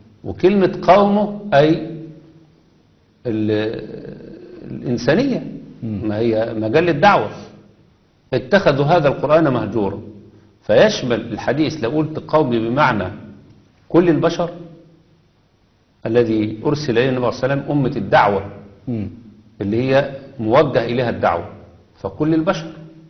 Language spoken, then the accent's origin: Arabic; Egypt; زي عندنا في مصر كده، احنا عندنا في مصر عامة الناس عندها حياء